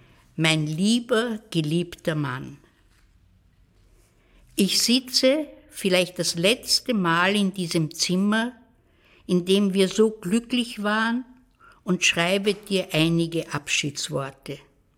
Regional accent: Vienna, Austria; born there; Ich bin in Wien geboren, 1929.

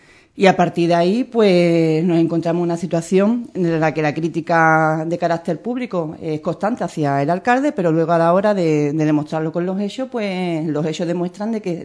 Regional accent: Andalusia, Spain; las leyes autonómicas que nos obligan a contribuir como andaluces

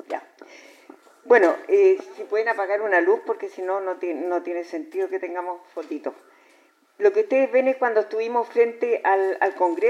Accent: Chile; como somos todos chilenos

